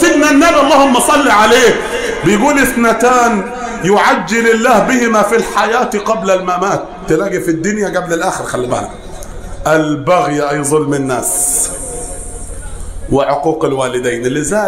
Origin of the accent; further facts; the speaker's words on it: Upper Egypt, Egypt; زي ما بنقول عندنا في الصعيد هنا